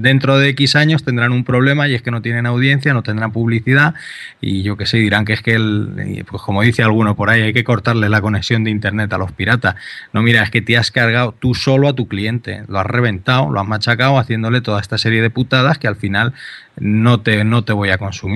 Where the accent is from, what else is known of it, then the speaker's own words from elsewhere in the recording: Albacete, Castilla-La Mancha, Spain; yo soy de Albacete